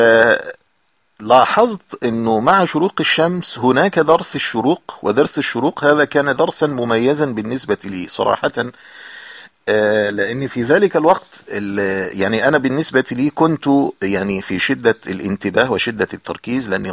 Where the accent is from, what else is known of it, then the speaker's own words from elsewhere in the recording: Egypt; يعني كان عندنا في مصر نقول فطار أو إفطار